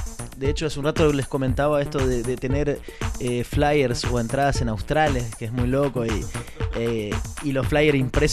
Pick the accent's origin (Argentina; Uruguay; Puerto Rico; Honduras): Argentina; Oberá, Misiones; yo soy de Oberá, que es del interior de Misiones, a 100 kilómetros de Posadas.